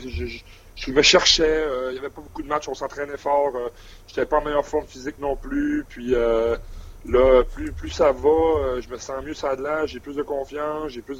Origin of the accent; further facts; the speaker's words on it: Quebec, Canada; accent: Lac Saint-Jean; Non, j'ai encore mon accent.